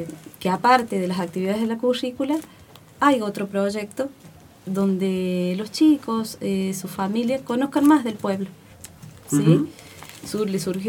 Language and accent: Spanish; Villa de las Rosas, Córdoba, Argentina; Yo soy de Villa de las Rosas.